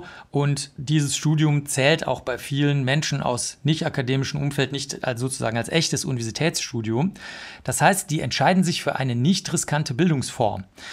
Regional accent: Bavaria, Germany; ich komme aus Bayern, aus einem kleinen Dorf.

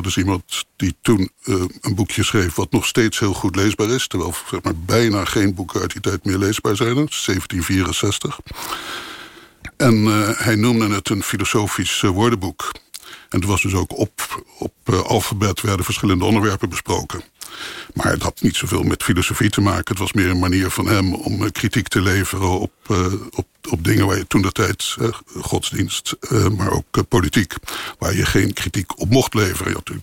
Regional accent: The Hague, South Holland, Netherlands; Nou, dat ben ik ook. Ik kom ook uit Den Haag.

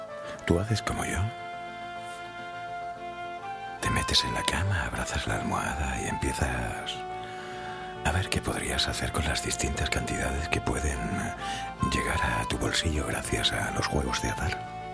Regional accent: Andalusia, Spain; Yo no sé tú, pero en mi tierra, Andalucía, hace falta una cura de salud democrática.

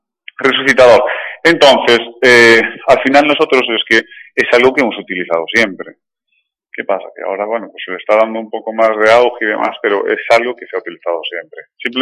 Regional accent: Galicia, Spain; Yo vengo de Galicia, que realmente allí sol tenemos muy poquito, pero aquí sí que he notado el cambio

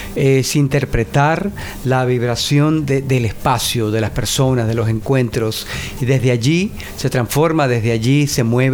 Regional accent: Venezuela; now in United States; yo soy venezolano, radicado ya hace muchos años en Estados Unidos

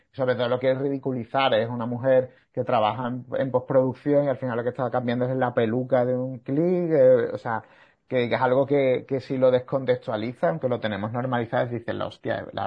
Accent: Sanlúcar de Barrameda, Andalusia, Spain; now in Seville, Spain; Yo vivo aquí, o sea, en Sevilla, o sea que, pero yo soy de Cádiz, también de San Lucas de Barrameda.

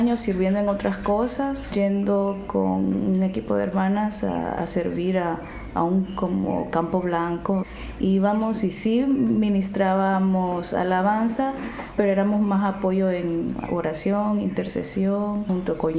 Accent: Lima, Peru; Soy limeña.

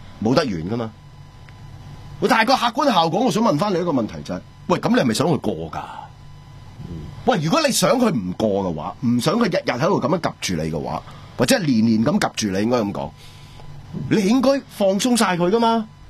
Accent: Hong Kong; 1989年嗰时候，我哋香港人点同你顶啊？

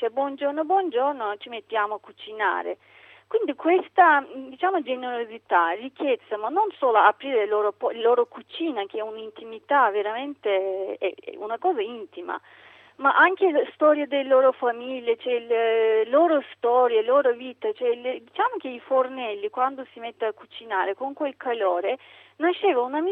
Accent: Turkey; quando ho detto che sono turca

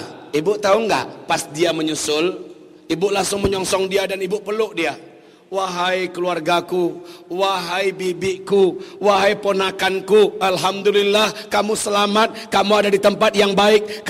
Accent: Padang, West Sumatra, Indonesia; Lah giliran saya orang Padang, kalau saya ngomong kayak gini nih harus dibawa 1-2 bahasa Padang promosi.

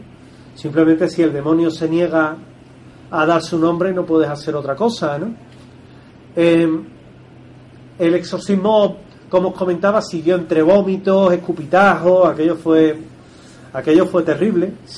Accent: New South Wales, Australia; accent: New South Wales; Mi acento es de Nueva Gales del Sur, para que os hagáis una idea, lo cual no quita que no lo entienda y no lo escriba perfectamente, pero mi acento es malo, soy muy del sur.

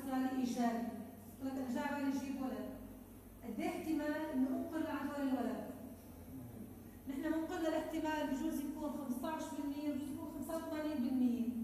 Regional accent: Syria; أما إذا طلع سلبي عندنا بسوريا لأنه عندنا نمط طافح

